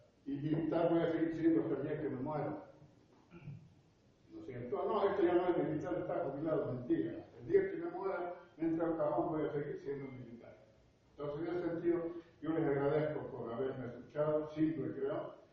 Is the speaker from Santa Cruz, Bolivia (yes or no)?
yes; Santa Cruz, Bolivia; la base mía no es Cochabamba, es Santa Cruz, yo vengo de Santa Cruz.